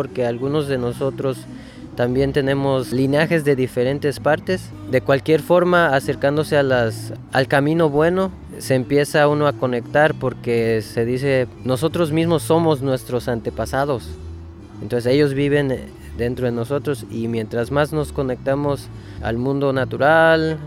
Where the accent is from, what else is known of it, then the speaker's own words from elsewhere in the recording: Tzintzuntzan, Michoacán, Mexico; soy de Sinsunzan, soy músico y también hago arte.